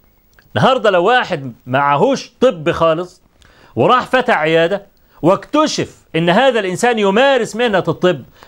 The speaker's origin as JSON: {"language": "Arabic", "country": "Egypt", "said": "طبعا احنا كمصريين عارفين"}